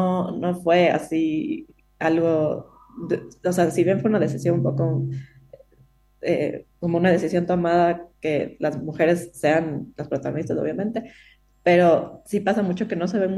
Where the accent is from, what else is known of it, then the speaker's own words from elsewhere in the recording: Ecuador; yo que soy ecuatoriana también, que ya soy partera.